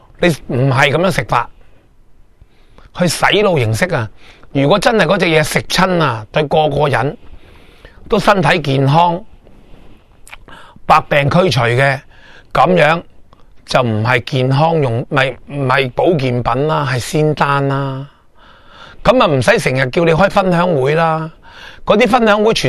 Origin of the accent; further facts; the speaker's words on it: Hong Kong; 比我哋香港人啊，或者比世界任何一个地方啊，更加渴求钱啊